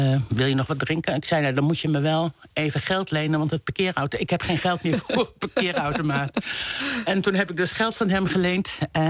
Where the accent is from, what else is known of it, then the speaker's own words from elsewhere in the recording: De Meern, Utrecht, Netherlands; born there; ik ben geboren in De Meren. Dat zegt misschien niet heel veel mensen wat, maar dit was een klein dorp bij Utrecht. Maar we woonden ook nog buiten het dorp, midden in de polder.